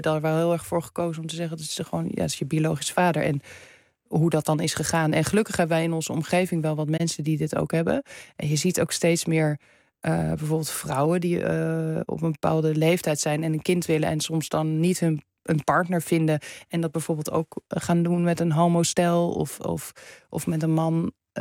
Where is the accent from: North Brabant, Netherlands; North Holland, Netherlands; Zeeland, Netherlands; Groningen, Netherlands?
North Holland, Netherlands; Amsterdam; Terwijl ik ben in Amsterdam opgegroeid, moet je nagaan.